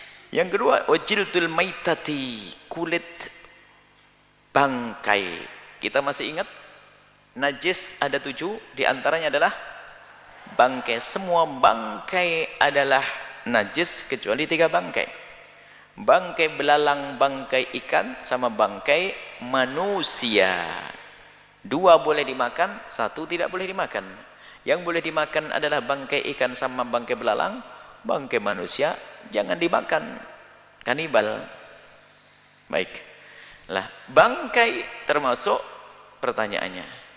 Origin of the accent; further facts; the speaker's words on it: Java, Indonesia; Karena saya orang Jawa, orang Indonesia punya terasi sama petis.